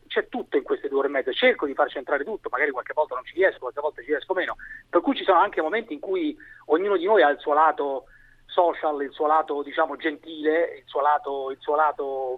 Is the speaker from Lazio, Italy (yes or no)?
yes; Rome, Lazio, Italy; born there; now in Milan, Italy; io sono nato a Roma, ma non sono un romano abbastanza tipico